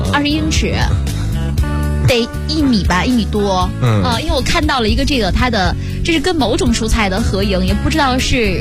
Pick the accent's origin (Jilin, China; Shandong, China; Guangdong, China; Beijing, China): Shandong, China; 因为你知道我是山东人嘛，我们山东人特别喜欢种大的东西